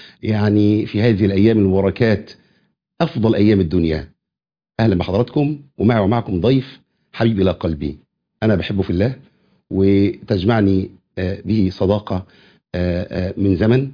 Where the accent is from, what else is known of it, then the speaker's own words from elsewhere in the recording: Egypt; يعني يكفي شرف لينا كمصريين